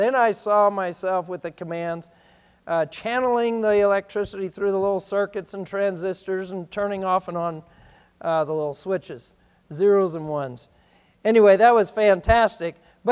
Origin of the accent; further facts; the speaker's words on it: Arkansas, United States; I keep meeting all these Arkansans. I mean, they keep, I'm from Arkansas.